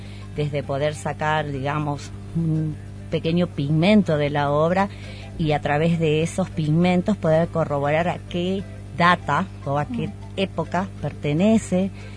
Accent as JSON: {"language": "Spanish", "region": "Jujuy", "country": "Argentina", "tie": "born or raised there", "said": "soy jujeña y cuando tenía entre 5 y casi 10 años, mi abuelo me llevaba a recorrer toda la hermosa quebrada de Humahuaca"}